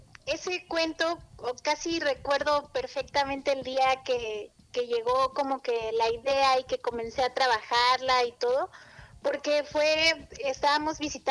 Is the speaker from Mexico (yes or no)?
yes; Taxco, Guerrero, Mexico; una comunidad rural ahí cerca de Taxco, que es de donde yo soy originaria.